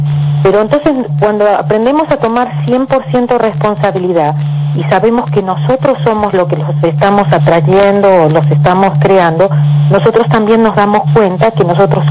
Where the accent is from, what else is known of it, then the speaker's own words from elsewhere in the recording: Argentina; no sé si sabes que soy contadora de profesión y bien intelectual como buena argentina